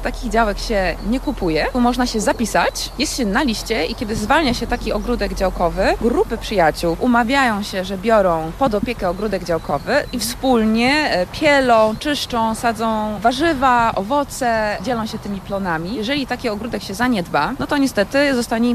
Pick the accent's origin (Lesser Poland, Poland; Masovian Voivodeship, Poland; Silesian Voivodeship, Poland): Masovian Voivodeship, Poland; Warsaw; also born or lived in Netherlands; no jestem warszawianką, ale przez kilka lat mieszkałam w Holandii w czasie studiów